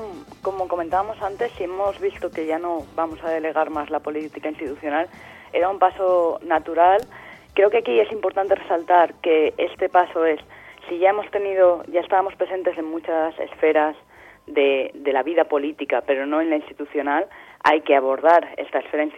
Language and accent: Spanish; Valencia, Valencian Community, Spain; now in Barcelona, Spain; Sí, yo de hecho soy de Valencia y cuando llegué a Barcelona fue una de las cosas que más me sorprendió, ¿no?